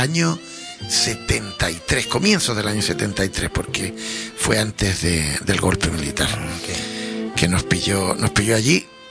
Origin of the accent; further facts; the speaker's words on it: Valparaíso, Chile; porque yo nací en Valparaíso, yo soy de Valparaíso.